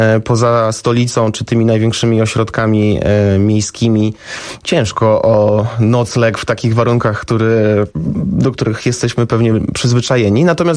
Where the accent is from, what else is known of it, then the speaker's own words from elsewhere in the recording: Warsaw, Masovian Voivodeship, Poland; Ja wychowałem się w Warszawie